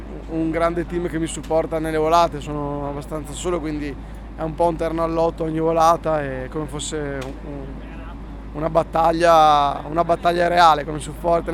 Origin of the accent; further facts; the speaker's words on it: Vallese, Veneto, Italy; Intanto io sono di Vallese.